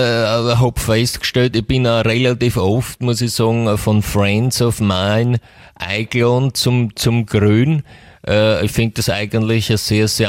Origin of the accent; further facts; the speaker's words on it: England, United Kingdom; German is a second language; moved away; also born or lived in United States; ich selber komme ja aus England. Ja, ich bin in England geboren und aufgewachsen